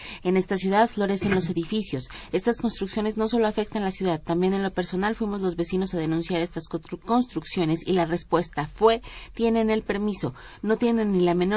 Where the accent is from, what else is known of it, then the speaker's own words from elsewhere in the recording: Mexico; lo que nos hace valer como mexicanos